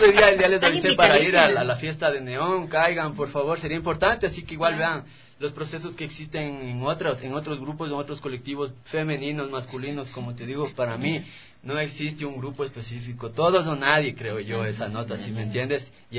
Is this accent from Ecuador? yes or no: yes; Calderón, Pichincha, Ecuador; Yo vengo de Calderón, por ejemplo.